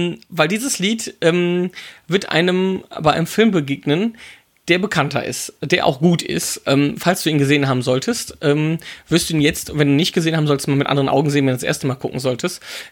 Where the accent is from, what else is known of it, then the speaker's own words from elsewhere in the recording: Wipperfürth, North Rhine-Westphalia, Germany; für meine Heimatstadt Wipperfürth, wo ich herkomme ursprünglich